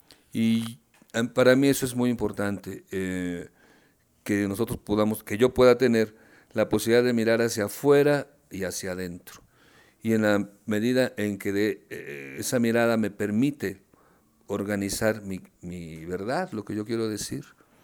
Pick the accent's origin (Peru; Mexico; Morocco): Mexico; Mexico City; born there; Yo nací en la Ciudad de México, te decía hace un rato.